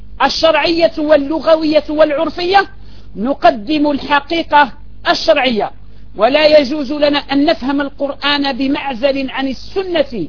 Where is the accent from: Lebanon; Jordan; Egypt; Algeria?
Algeria; عندنا في الجزائر في بعض المناطق يذكرون الأنثى